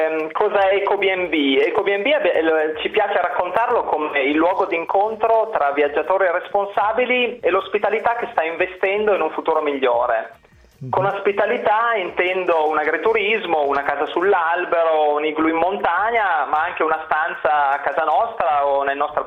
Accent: Emilia-Romagna, Italy; accent: Emilian; visto che abbiamo radici emiliane, come si sente probabilmente anche dal mio accento

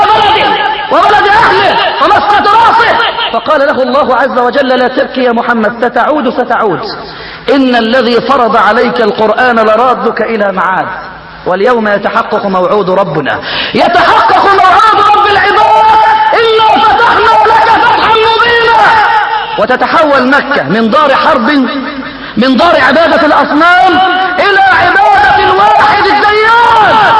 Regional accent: Egypt; عندنا في مصر

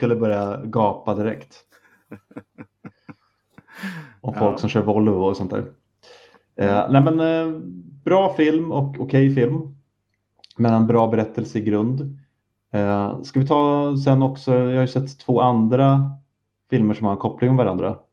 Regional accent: Sweden; jag tror inte jag säger det här bara för att jag är svensk

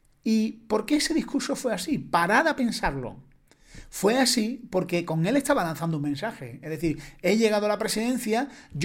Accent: Spain; yo no soy estadounidense, pero como ciudadano español

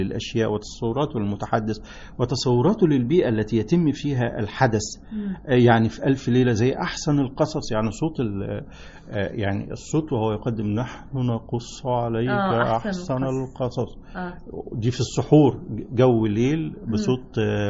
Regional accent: Beni Suef Governorate, Egypt; احنا انا من بني سويف من مركز سنصة من قرية اسمها بني حلة

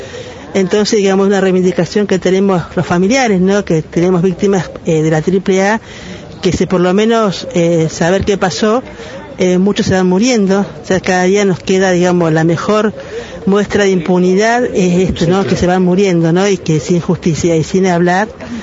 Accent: Argentina; Nos pasó como argentinos, ¿no?

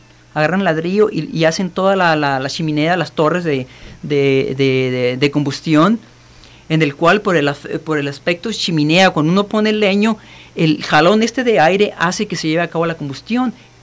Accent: Rayón, Sonora, Mexico; Yo soy originario de Rayón, Sonora.

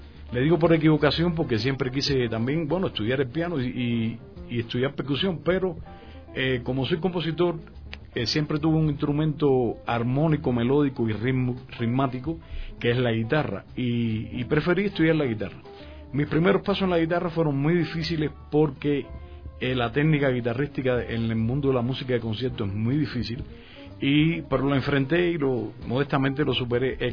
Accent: Güira de Melena, Artemisa, Cuba; born there; nací en Guira de Melena, en un barrio que se llama El Paraíso. Ahí mis primeros pasos fueron entre negros rumberos

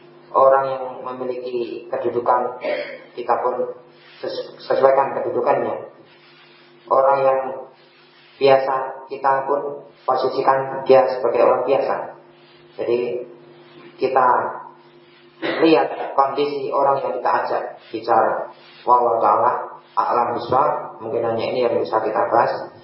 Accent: Java, Indonesia; Kita orang Jawa, kita tahu bahasa yang sopan mana, bahasa yang enggak sopan mana.

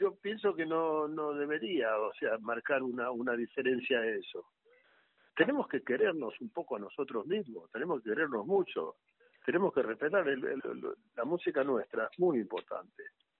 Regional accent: Argentina; Yo soy argentino.

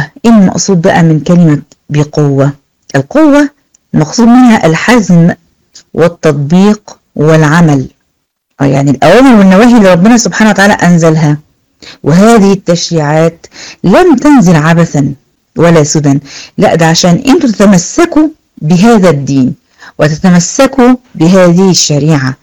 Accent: Egypt; حتى عندنا في مصر شغالين شغل جامد

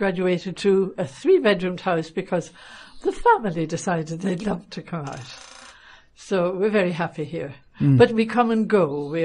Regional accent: Dublin, Leinster, Ireland; now in Lanzarote, Spain; from Dublin

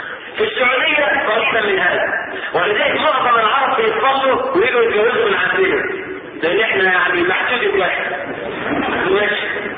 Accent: Egypt; احنا كمصريين عندنا مثلا يوافق الشرع لكنه معقم.

